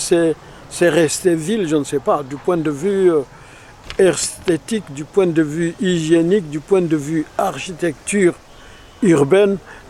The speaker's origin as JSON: {"language": "French", "region": "South Kivu", "country": "DR Congo", "tie": "born or raised there", "said": "Disons que moi je suis né dans les environs puisque je suis né à Katana, j'ai grandi un peu à Bunyakiri jusqu'à l'âge de 6 ans et puis à Katana de nouveau 3 ans et puis à Mulungu, à l'Ineak Mulungu où mon père travaillait. Donc je suis dans les environs."}